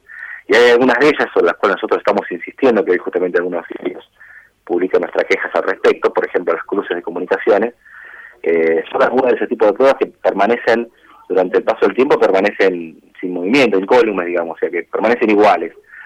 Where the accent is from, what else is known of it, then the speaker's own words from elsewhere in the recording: Argentina; como argentinos tenemos que estar orgullosos de que eso ocurra